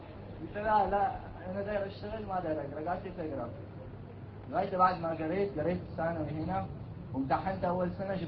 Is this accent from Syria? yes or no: yes; Syria; طيب نحن يوم جينا من سوريا